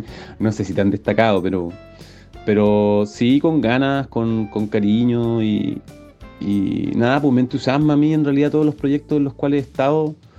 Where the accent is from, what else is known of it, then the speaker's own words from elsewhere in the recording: Santiago, Santiago Metropolitan Region, Chile; yo soy santiaguino y a veces en Santiago como que es como tocar